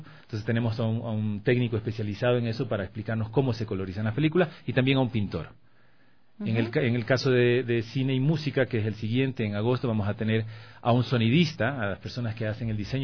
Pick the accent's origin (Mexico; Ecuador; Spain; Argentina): Ecuador; Manabí; yo soy de Manabí, por cuestiones del terremoto.